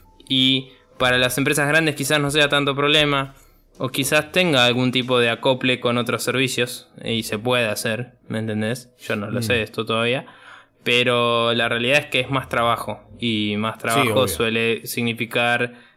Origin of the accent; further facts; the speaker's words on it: Argentina; creo que para nosotros como argentinos y quizás latinoamericanos en general, no nos va a cambiar mucho